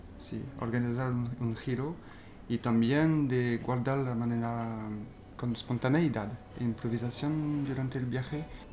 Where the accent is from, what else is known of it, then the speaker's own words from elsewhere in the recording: France; Spanish is a second language; now in Valparaíso, Chile; vengo de Francia.